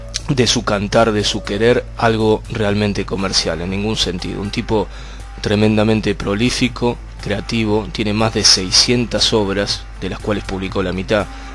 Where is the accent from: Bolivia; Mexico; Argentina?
Argentina; Bahía Blanca, Buenos Aires Province; muy cerca de mi tierra, de Bahía Blanca, en Huanquelén, en la provincia, en el sur de la provincia de Buenos Aires